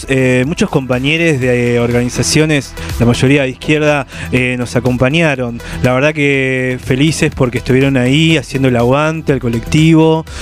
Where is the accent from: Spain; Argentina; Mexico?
Argentina; Villa Elisa, Buenos Aires Province; Villa Elisa. De los territorios de Villa Elisa.